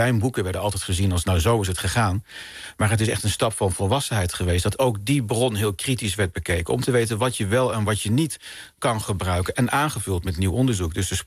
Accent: Dieren, Gelderland, Netherlands; Want ik kom oorspronkelijk uit Dieren en dat ligt niet heel ver van Arnhem. En toen ik 11 jaar was, in 1980 waren daar de Paralympische Spelen

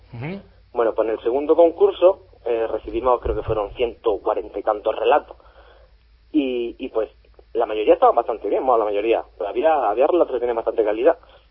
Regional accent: Almería, Andalusia, Spain; now in Granada, Spain; Ya me había venido, porque yo no soy de Granada, yo soy de Almería.

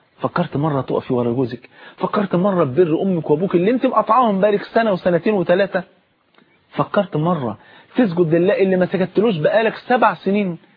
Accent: Egypt; عندنا في مصر هنا

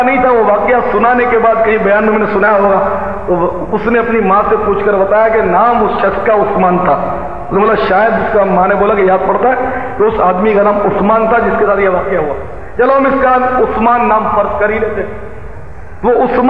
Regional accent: Karachi, Sindh, Pakistan; born there; آبائی گاؤں کتیانہ ہے، جوناگڑھ اسٹیٹ، چونکہ والدین وغیرہ کتیانہ ہی تھے اس لیے ہم کتیانہ ہی کہلاتے ہیں۔ ویسے میں کراچی میں پیدا ہوا ہوں

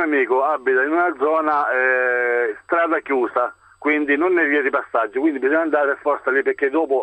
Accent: Formigine, Emilia-Romagna, Italy; io sono di Formigine, provincia di Modena.

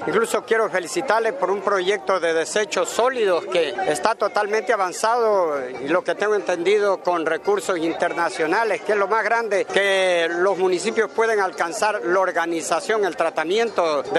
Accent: Ecuador; nuestro reconocimiento como ecuatoriano, colega exalcalde

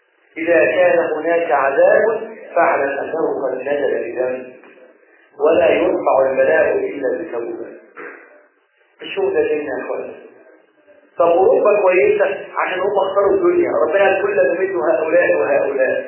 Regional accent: Egypt; اجعل بلدنا مصر بلدا حاكما وسائر بلاد المسلمين

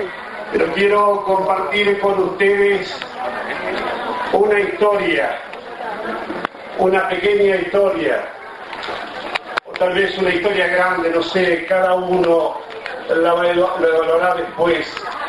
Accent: Saladillo, Buenos Aires Province, Argentina; actual intendente municipal de la ciudad de Saladillo. Entonces ahí, queridos amigos y amigas de mi pueblo, empecé a soñar un sueño que lo quería concretar.

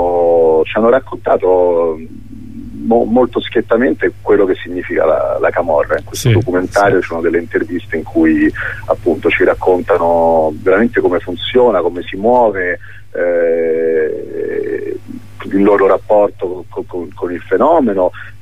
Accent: Los Angeles, California, United States; io sono cresciuto a Los Angeles da ragazzino

